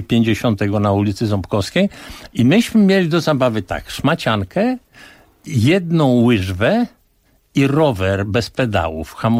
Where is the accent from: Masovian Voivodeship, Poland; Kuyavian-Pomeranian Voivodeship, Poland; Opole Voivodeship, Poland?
Masovian Voivodeship, Poland; Warsaw; Ja się urodziłem na Pradze warszawskiej. Z jednej strony to było bardzo źle, z drugiej strony bardzo dobrze